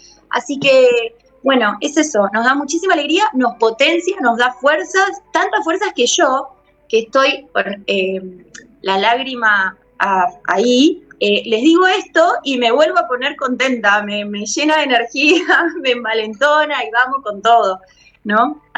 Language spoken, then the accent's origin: Spanish; Tierra del Fuego, Argentina; de la Comunidad Costera, de Tierra del Fuego, Antártida, Isla del Atlántico Sur.